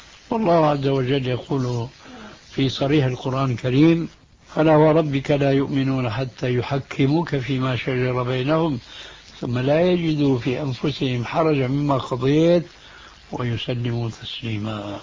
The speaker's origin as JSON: {"language": "Arabic", "country": "Syria", "said": "ولذلك لما انسحب الفرنسيون من بلادكم الجزائر أو من بلادنا سوريا"}